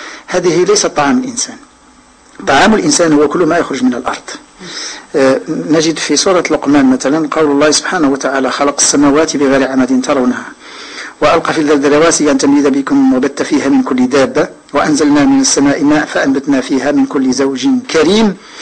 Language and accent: Arabic; Morocco; كانوا النساء عندنا في المغرب كيفوروا كيعملوا كسكس على هذا الربيع